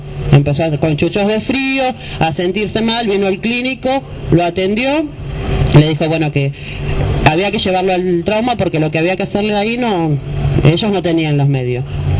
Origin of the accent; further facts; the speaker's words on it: José C. Paz, Buenos Aires Province, Argentina; porque nosotros somos de José C. Paz.